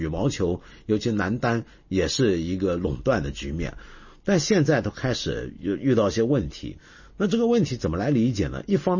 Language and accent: Chinese; China; 所以我们中国人如果肯吃力、花力气去游的话，我们是能够出现我们这么好的成绩的